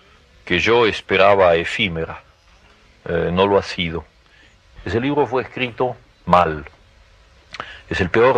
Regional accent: Argentina; Ahora, quien me lo encargaba era yo mismo como argentino.

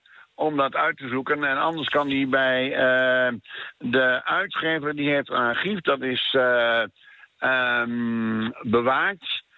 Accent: Overijssel, Netherlands; Dat zijn de boeren vroeger, bij ons in Twente.

